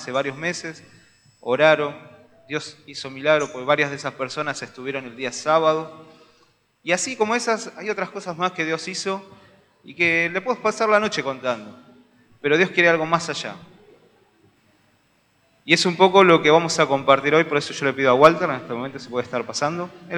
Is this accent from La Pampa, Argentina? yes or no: no; Florencio Varela, Buenos Aires Province, Argentina; Somos de Florencio Varela, estamos en la iglesia de Nueva Esperanza, Dimensión de Vida, La Bautista.